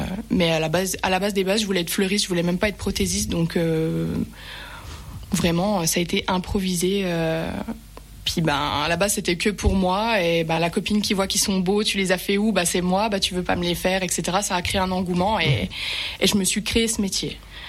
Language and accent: French; Remiremont, Grand Est, France; Alors, je suis native de Remiremont, j'ai toujours vécu ici, j'ai 27 ans